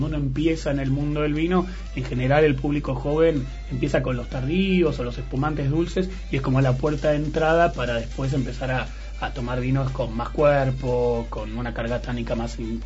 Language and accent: Spanish; Argentina; Entonces nosotros, como argentinos, los enólogos argentinos juegan con eso de distintos suelos